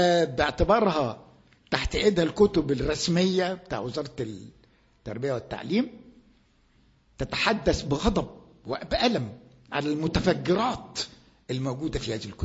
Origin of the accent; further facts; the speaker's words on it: Egypt; عندنا في مصر